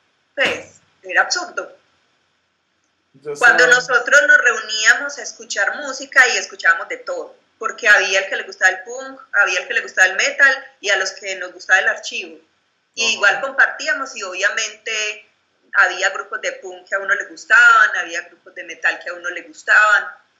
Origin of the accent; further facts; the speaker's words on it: Girardot, Cundinamarca, Colombia; de los que murieron pues del barrio que yo crecí pues en Girardot.